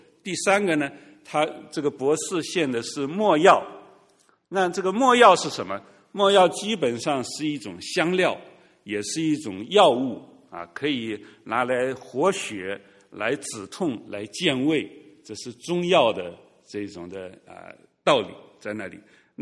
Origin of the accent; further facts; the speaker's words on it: China; 我们中国人说的礼尚往来，是不是啊？